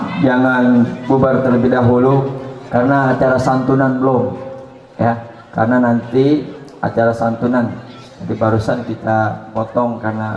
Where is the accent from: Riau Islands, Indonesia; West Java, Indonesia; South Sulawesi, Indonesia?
West Java, Indonesia; Bogor; born there; also born or lived in Bandung / Jakarta; saya lahir di Bogor, karena ibu saya orang Bogor. Saya kuliah di Bandung, kemudian kuliah di Australia, bekerja di Bandung, kemudian kerja di Jakarta sebagai birokrat.